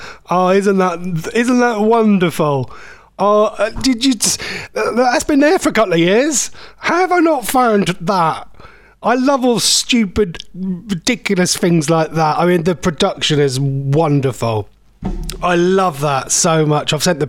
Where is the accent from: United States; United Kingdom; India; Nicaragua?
United Kingdom; East of England; accent: Norfolk; If you want to check out … is that me, my Norfolk accent?